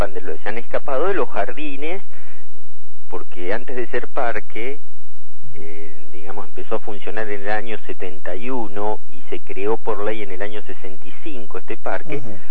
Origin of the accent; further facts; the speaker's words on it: General Villegas, Buenos Aires Province, Argentina; yo me crié en General Villegas, en la provincia de Buenos Aires. Ajá. Después, bueno, estudié en Buenos Aires